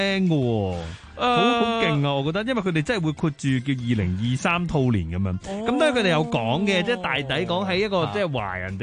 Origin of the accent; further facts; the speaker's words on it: Hong Kong; 即係我哋香港人咩啊？目標為本